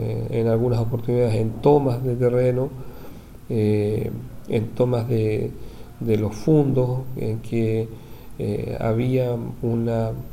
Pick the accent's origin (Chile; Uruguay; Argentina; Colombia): Chile; Purén, Araucanía; born there; now in Valdivia, Chile; yo soy un poco lejano de aquí de Valdivia. Yo nací en un pueblito que está inserto al pie de la cordillera de Nahuelbuta. Su nombre es Purén. Mi madre, Teresa, mi padre, Fernando.